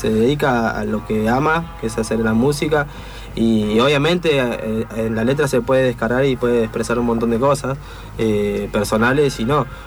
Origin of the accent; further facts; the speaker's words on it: Buenos Aires, Argentina; Mirá, yo me crié en Soldati.